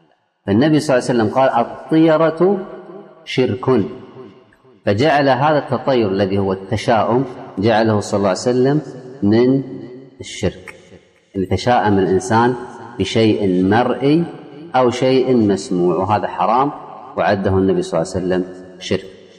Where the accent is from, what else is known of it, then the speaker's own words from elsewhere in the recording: Kuwait; عندنا في الكويت اذهب إلى أي مستشفى حكومي مو خاص، حكومي